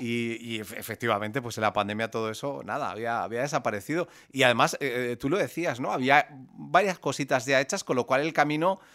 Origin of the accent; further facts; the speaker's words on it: Murcia, Region of Murcia, Spain; El hecho de que yo sea de Murcia también, obviamente, pues hace que yo reconozca también el nombre de la banda.